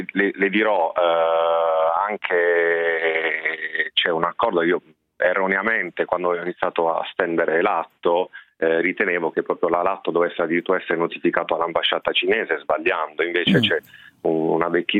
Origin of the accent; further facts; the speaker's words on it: Bari, Apulia, Italy; io, insomma, sono di Bari, come molti sanno